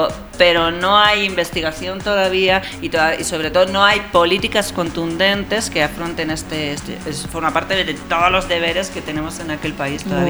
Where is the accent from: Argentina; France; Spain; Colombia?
Spain; España, mi país.